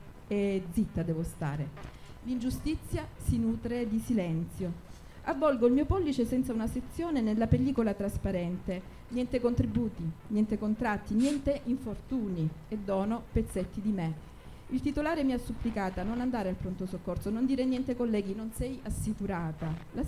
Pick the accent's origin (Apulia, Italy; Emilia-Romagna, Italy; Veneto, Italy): Apulia, Italy; Lecce; appartiene al mio sud, perché io vengo da Lecce e la poetica è proprio quella lirica.